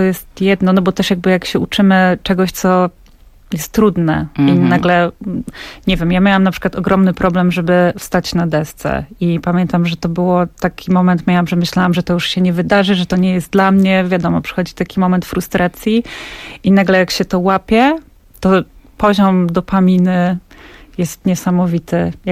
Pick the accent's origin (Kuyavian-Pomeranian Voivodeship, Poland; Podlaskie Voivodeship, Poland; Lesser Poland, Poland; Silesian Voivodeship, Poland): Podlaskie Voivodeship, Poland; jestem z Podlasia, więc tam za bardzo okazji do tego nie było.